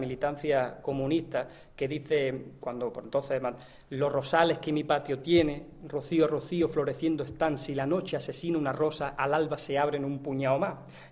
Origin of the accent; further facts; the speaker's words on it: Montefrío, Andalusia, Spain; tengo esta peña en mi pueblo, en Montefrío otra